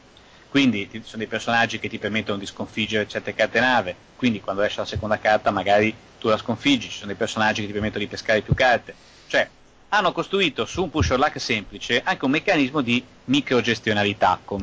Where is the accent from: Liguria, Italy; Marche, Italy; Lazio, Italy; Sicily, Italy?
Liguria, Italy; L'ho scoperto poi da buon ligure